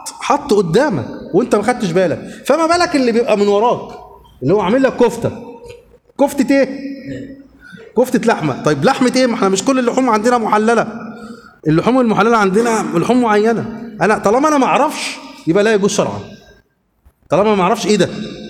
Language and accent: Arabic; Luxor, Luxor Governorate, Egypt; انا من الاقصر انا اصلا من الاقصر